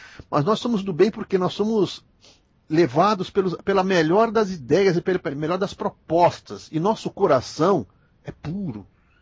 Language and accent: Portuguese; Minas Gerais, Brazil; Mineirinho, mineiro que também sou mineiro, mineirinho